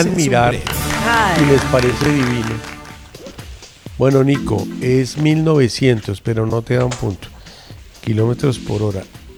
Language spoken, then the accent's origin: Spanish; Antioquia, Colombia; Yo soy paisa.